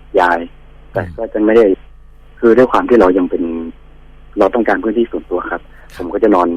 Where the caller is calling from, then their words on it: Chanthaburi, Thailand; ตอนนี้ผมอยู่ที่จันทบุรีครับ